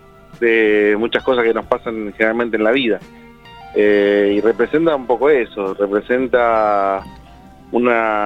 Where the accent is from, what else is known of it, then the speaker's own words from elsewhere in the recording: Coghlan, Buenos Aires, Argentina; Somos las tres personas de Coghlan.